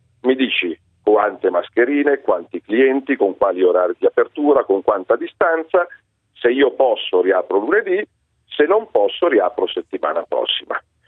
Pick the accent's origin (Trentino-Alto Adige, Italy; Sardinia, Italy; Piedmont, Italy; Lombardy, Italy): Lombardy, Italy; perché io non capisco da italiano, non da lombardo, da italiano